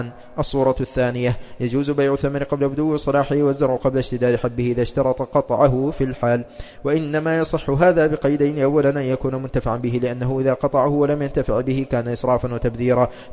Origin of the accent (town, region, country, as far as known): Al-Ahsa, Eastern Province, Saudi Arabia